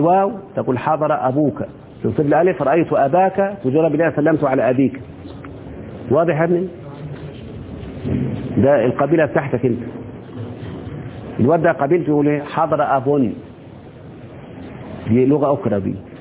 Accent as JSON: {"language": "Arabic", "country": "Egypt", "said": "احنا كمصريين بنتكلم بلغة القصر الآن"}